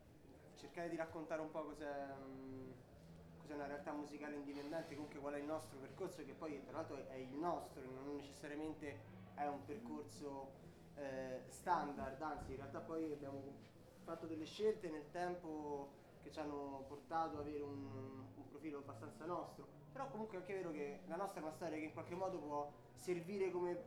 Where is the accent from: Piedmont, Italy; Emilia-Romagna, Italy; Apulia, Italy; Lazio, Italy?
Lazio, Italy; Rome; Noi veniamo da Roma e Roma è sicuramente una città che ha un bacino culturale abbastanza forte.